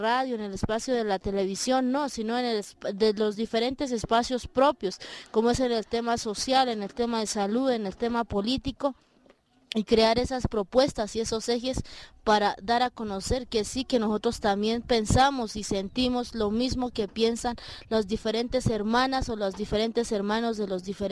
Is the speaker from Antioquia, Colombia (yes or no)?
no; Silvia, Cauca, Colombia; soy de Colombia, del departamento del Cauca, del suroccidente, municipio de Silvia, el resguardo del pueblo o nación Misak, es originario, somos Misak.